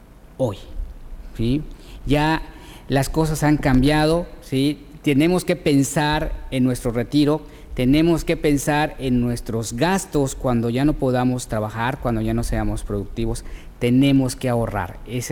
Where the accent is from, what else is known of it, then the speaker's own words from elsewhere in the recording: Mexico; Nosotros como mexicanos a veces nos dificulta